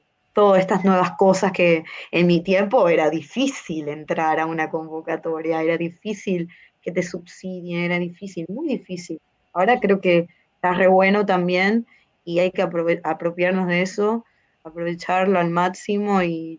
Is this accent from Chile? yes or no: no; Maracaibo, Zulia, Venezuela; yo soy de Maracaibo, Estado Zulia, que es la costa oriental del lago allá en Venezuela